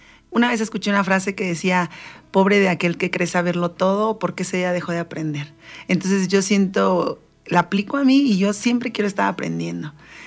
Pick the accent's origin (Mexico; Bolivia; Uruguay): Mexico; Valle de Chalco, State of Mexico; also born or lived in Iztapalapa; Yo soy yo nací en Iztapalapa, yo soy chilanga, pero mis papás nos trajeron a vivir a Valle de Chalco, muy chiquitos.